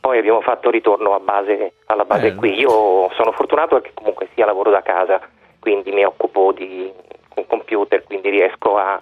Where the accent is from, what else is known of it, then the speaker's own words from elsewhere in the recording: Rome, Lazio, Italy; Sono di Roma. Quindi il luogo classico è il cappuccino, il cornetto e la mattina.